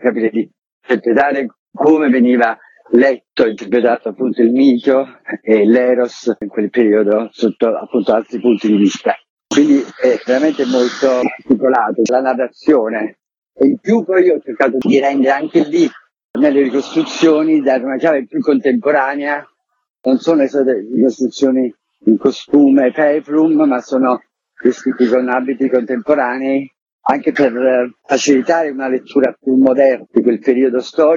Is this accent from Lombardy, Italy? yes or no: no; Naples, Campania, Italy; in quanto napoletano e amante poi di quel sito